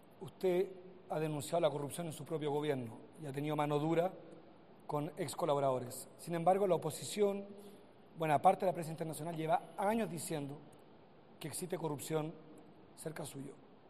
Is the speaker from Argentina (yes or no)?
no; Chile; como chileno.